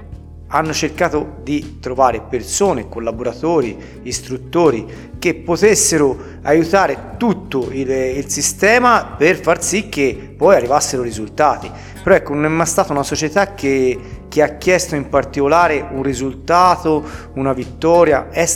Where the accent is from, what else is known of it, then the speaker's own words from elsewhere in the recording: San Giovanni Valdarno, Tuscany, Italy; io sono sangiovannese, ho giocato a San Giovanni, ho allenato a San Giovanni, sono nato a San Giovanni